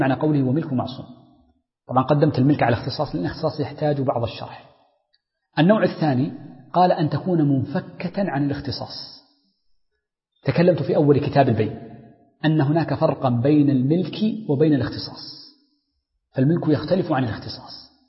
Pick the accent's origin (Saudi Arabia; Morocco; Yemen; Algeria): Saudi Arabia; Hijaz; والتين عندنا في الحجاز مثلا في الطائف